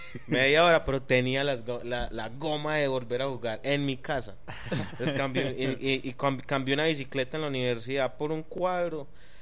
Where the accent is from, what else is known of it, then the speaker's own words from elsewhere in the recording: Medellín, Antioquia, Colombia; soy un man que vive acá en Medellín, nací acá en Medallo.